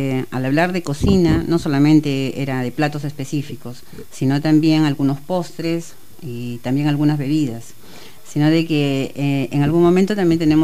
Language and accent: Spanish; Chiclayo, Lambayeque, Peru; Yo soy del norte, de Chiclayo, del lado del Pacífico.